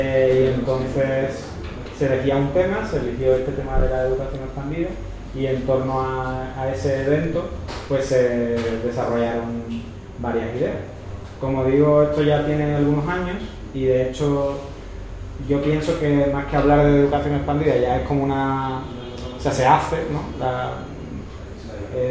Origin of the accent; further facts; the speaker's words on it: Seville, Andalusia, Spain; vengo de Sevilla.